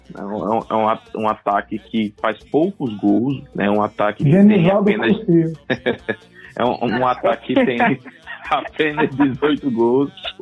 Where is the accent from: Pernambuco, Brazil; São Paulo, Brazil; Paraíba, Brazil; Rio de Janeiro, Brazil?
Pernambuco, Brazil; Não, então, sendo pernambucano, a gente segura